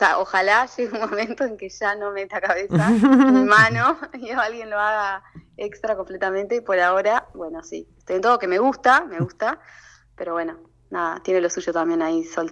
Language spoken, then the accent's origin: Spanish; Melo, Cerro Largo, Uruguay; also born or lived in Rivera; now in Montevideo, Uruguay; Bueno, yo soy nacida en Cerro Largo, en Melo. Viví, bueno, la mayor parte de mi vida ahí, pero también viví en Rivera unos años antes de irme a Montevideo a estudiar.